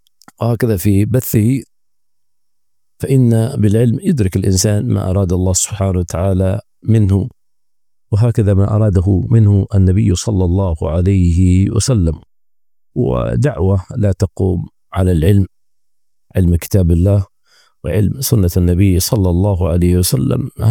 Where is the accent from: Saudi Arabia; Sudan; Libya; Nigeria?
Nigeria; فهذه كلمة مختصرة شارك فيها إخواني في بلادي نيجيريا